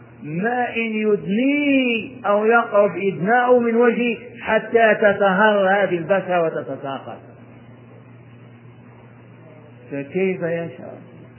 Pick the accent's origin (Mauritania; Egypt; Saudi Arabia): Saudi Arabia; Hejaz; الضريع أهل البادية عندنا في الحجاز يعرفونه